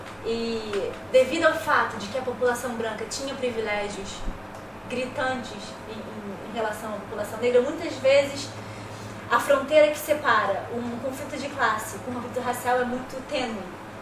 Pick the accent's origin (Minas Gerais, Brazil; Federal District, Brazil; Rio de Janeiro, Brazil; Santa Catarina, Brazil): Rio de Janeiro, Brazil; Eu cresci no Rio de Janeiro, também uma sociedade extremamente desigual